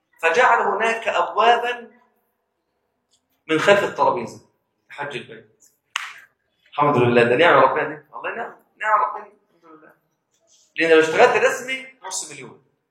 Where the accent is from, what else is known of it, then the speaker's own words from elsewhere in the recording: Egypt; انا بقى ايه بلدي مصر انا مصري